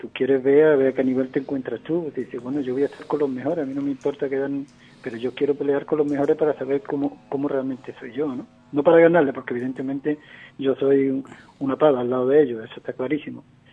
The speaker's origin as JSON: {"language": "Spanish", "region": "Andalusia", "country": "Spain", "said": "Entonces los andaluces somos andaluces. Sabemos donde vayamos, somos andaluces"}